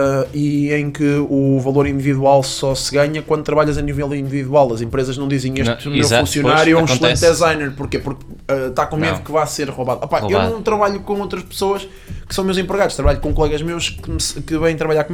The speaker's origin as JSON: {"language": "Portuguese", "country": "Portugal", "said": "nós não somos portugueses, we are portuguese."}